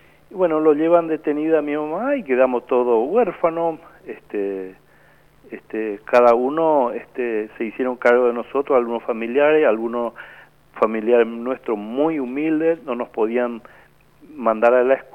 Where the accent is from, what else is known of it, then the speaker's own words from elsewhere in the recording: Piribebuy, Cordillera, Paraguay; mi pueblo natal es Piribebuy, yo nací ahí en la compañía 4 de Julio, y bueno, yo recuerdo que cuando asesinaron a mi papá yo tenía 9 años